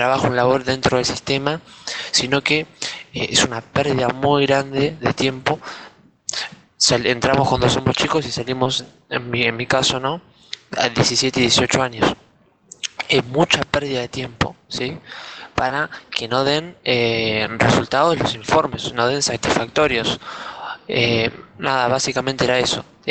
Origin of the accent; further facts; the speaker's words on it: Argentina; lo que decía era que en mi país, digamos Argentina, tenemos los peores puestos de informes PISA